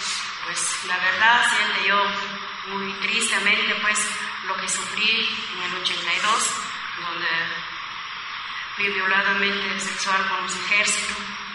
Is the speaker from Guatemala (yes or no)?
yes; Guatemala; Yo soy una mujer sobreviviente de Guatemala. Yo soy guatemalteca